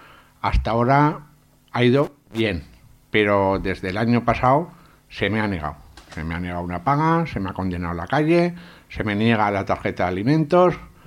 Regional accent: Sabiñánigo, Aragon, Spain; now in Zaragoza, Spain; yo soy de Sabiñánigo y por circunstancias pues un día decidí venirme a vivir a Zaragoza, siendo una ciudad más grande, más puertas abiertas, más oportunidades.

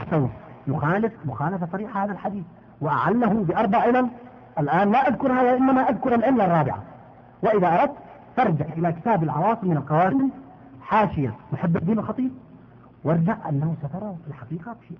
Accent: Yemen; عندنا في اليمن

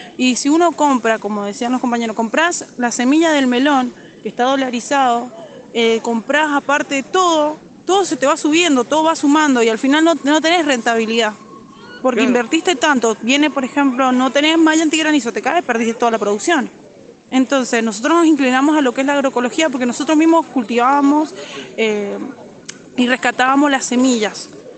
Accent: Lavalle, Mendoza, Argentina; soy del Jocolí Viejo La Valle, es por la ruta 40, unos 2 kilómetros antes del cruce de La Valle, por la ruta 34.

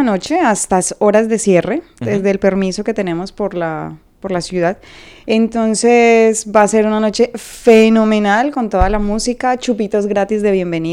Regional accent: Colombia; ahora tenemos una nueva administración, somos colombianos

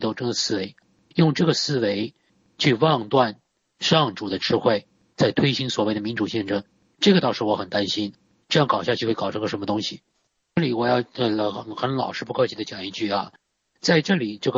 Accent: China; 我们中国人的特点啊，

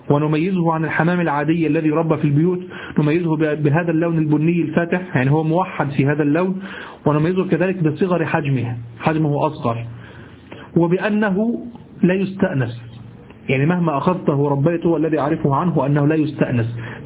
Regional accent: Egypt; اليمام الذي نعرفه في مصر نحن باليمام

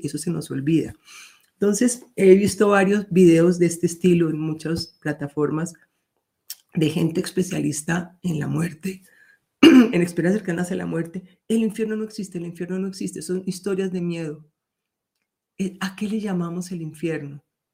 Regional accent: Colombia; que incluso como en mi país, Colombia, gente maravillosa que se enfrentó a la guerrilla y a los paramilitares para defender su pueblo

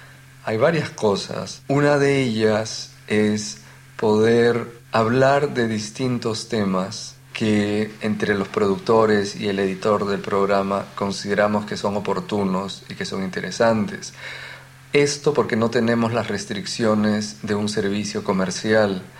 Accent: Peru; now in London, United Kingdom; Soy peruano y vivo en Londres.

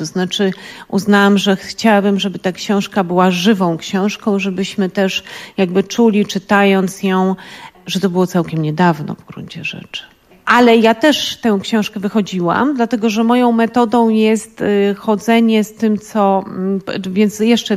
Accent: Lower Silesian Voivodeship, Poland; dlatego że ja pochodzę właśnie z Dolnego Śląska.

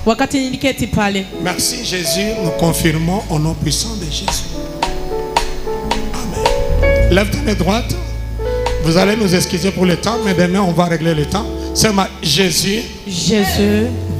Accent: Tanzania; Chez nous, en Tanzanie, on célèbre.

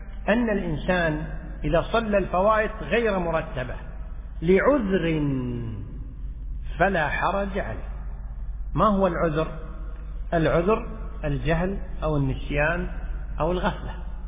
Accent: Kuwait; مثل ما احنا عندنا في الكويت والله الحمد، جميع الصلوات تصلى في أول الأوقات

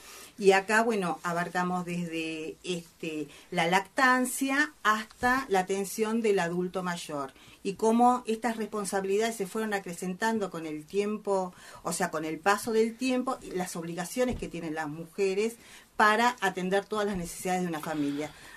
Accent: Buenos Aires, Argentina; Nosotros que somos de Caballito

